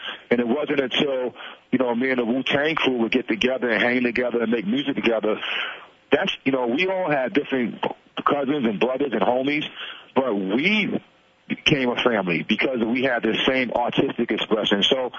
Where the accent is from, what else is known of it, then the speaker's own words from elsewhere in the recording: Brooklyn, New York, United States; also born or lived in Staten Island; Growing up in Brooklyn, Brownsville, and Staten Island, I didn't have a lot of optimism.